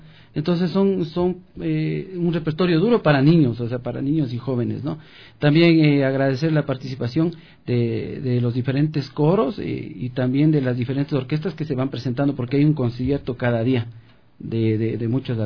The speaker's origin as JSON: {"language": "Spanish", "town": "Riobamba", "region": "Chimborazo", "country": "Ecuador", "also_born_or_lived": "Quito", "lives_now": "Guaranda, Ecuador", "said": "soy de Riobamba, pensé que me iba a quedar aquí en Quito y ahora estoy en Guaranda."}